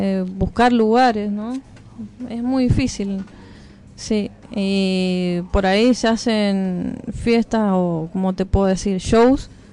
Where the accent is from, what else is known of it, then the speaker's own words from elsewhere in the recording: Mendoza, Argentina; Mendoza, sí, Capital.